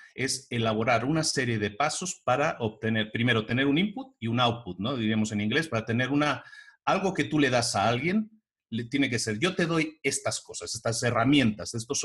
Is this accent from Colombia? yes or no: no; Barcelona, Catalonia, Spain; Yo vengo de Barcelona, por ejemplo.